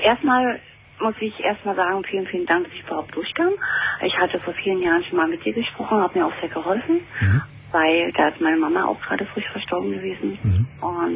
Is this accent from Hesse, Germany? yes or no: no; Berlin, Germany; ich bin aus Berlin.